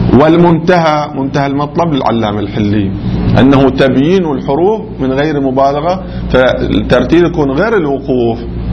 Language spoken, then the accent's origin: Arabic; Qatif, Eastern Province, Saudi Arabia; الذين مو عندنا في القطيف ناس يقولوا صراط الذين